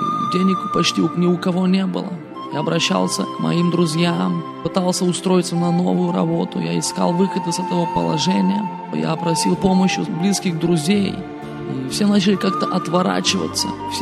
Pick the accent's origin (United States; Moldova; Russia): Moldova; я сам приехал из Молдавии. Многие сейчас приезжают с целью заработать деньги.